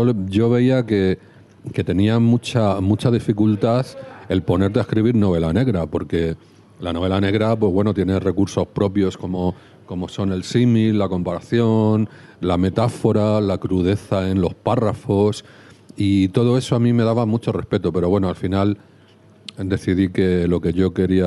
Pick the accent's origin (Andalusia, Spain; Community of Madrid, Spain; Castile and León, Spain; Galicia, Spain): Community of Madrid, Spain; Madrid; yo la sitúo ahí porque yo soy de Canillejas